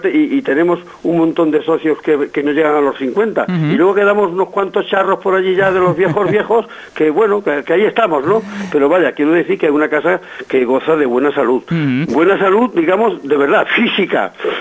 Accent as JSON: {"language": "Spanish", "region": "Andalusia", "country": "Spain", "said": "nosotros somos andaluces"}